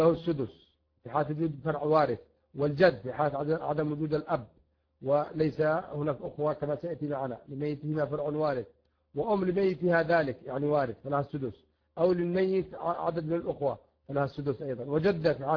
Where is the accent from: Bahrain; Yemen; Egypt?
Yemen; حتى عندنا في اليمن فإنه يرث